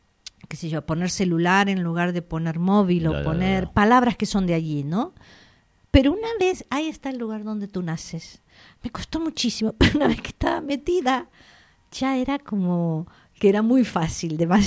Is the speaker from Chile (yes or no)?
no; Argentina; born there; tengo una enorme influencia italiana y tengo muchas amigas italianas y hablo por parte de padre italiana. Y luego nací en Argentina